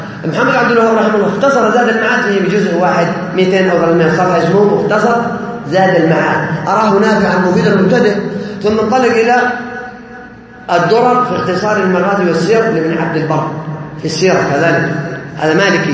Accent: Saudi Arabia; ما تدرس عندنا في السعودية هنا إلا كتب العقيدة الصحيحة

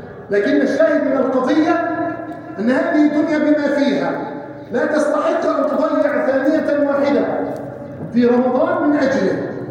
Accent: Egypt; اللهم احفظ بلادنا مصر من الفتن ما ظهر منها وما بطن

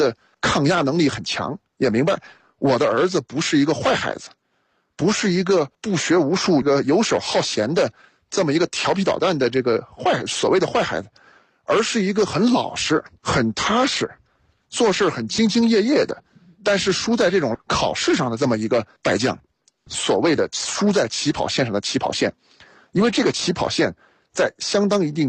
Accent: Shanghai, China; also born or lived in Chengdu; 先开始是在上海，我父亲是北京人，母亲是东北人，但是我是在成都出生，一岁的时候呢又去了上海，在上海待了整整9年，所以把幼儿园小学基本上都在上海读了，然后转学到成都。

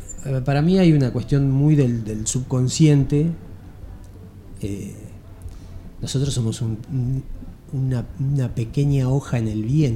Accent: Barker, Buenos Aires, Argentina; born there; Yo nací en Barker. En Barker hay gente, hay chaqueños, hay correntinos, hay formoseños, bolivianos, chilenos, rusos, riojanos.

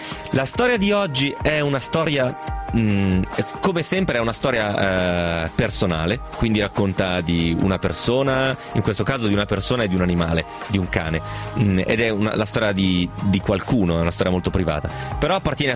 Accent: Milan, Lombardy, Italy; ho 30 anni e vengo da Milano.

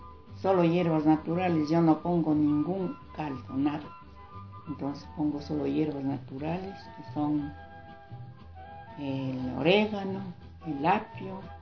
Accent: Tumbaco, Pichincha, Ecuador; Yo soy legítima tumbaqueña. Fueron mis abuelos, mis padres, tumbaqueños y yo tumbaqueña.

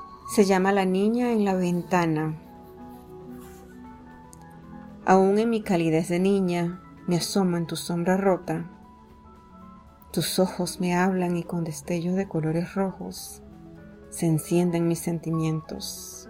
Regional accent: Venezuela; soy venezolana, amante de la poesía

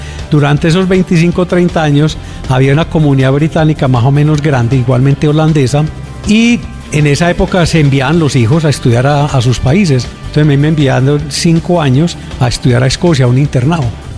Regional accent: Segovia, Antioquia, Colombia; Nací en Segovia, Antioquia, mucho menos. Más antioqueña que cualquiera de ustedes. Y mis padres son escoceses.

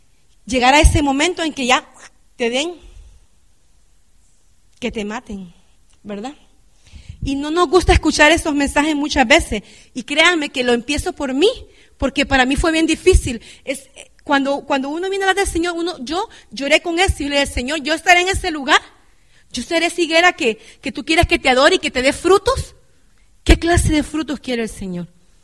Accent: Honduras; yo me crecí en Honduras y allá en mi escuela

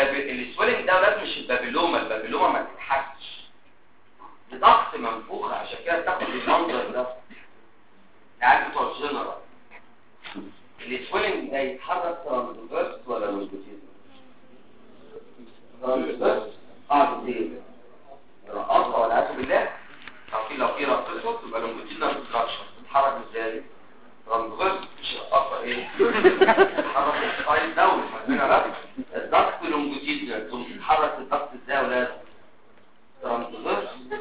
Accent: Damietta Governorate, Egypt; غير انا دمياطي. انا والدي دمياطي ووالدتي من المنوفيه.

